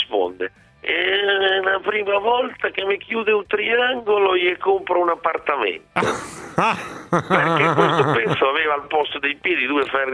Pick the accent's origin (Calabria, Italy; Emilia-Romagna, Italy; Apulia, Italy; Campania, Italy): Emilia-Romagna, Italy; Modena; dalle mie parti a Modena